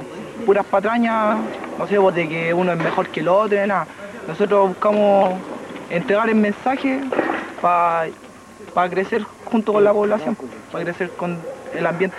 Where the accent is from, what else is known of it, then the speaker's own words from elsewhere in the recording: Conchalí, Santiago Metropolitan Region, Chile; Y soy de Conchalí.